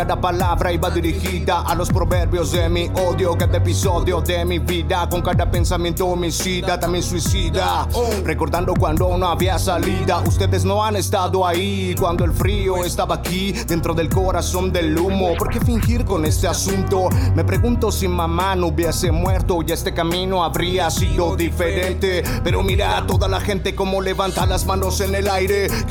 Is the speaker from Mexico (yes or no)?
yes; Xalapa, Veracruz, Mexico; representando Jalapa, Veracruz.